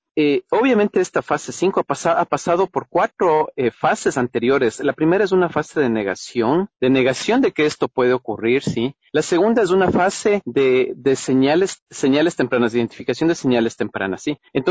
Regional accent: Ecuador; yo vengo del Ecuador

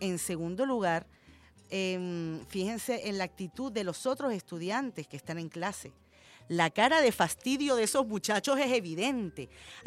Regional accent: Venezuela; todos somos venezolanos

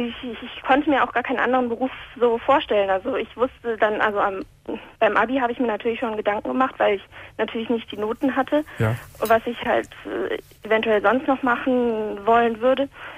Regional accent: North Rhine-Westphalia, Germany; moved away; Aus dem Ruhrgebiet.

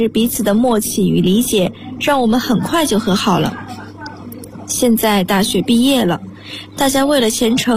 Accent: Anhui, China; Hello，

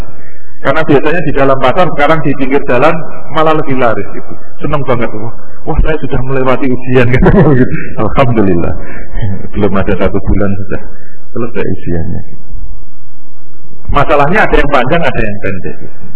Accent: Rembang, Central Java, Indonesia; seperti kemarin di Rembang itu, di tempat asal saya.

